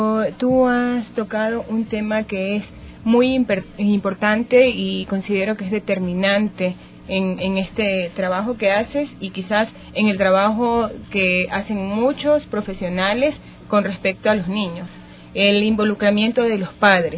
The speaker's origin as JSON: {"language": "Spanish", "region": "Esmeraldas", "country": "Ecuador", "said": "Muchos de los que estamos aquí presentes somos de Esmeraldas y tenemos amigos esmeraldeños"}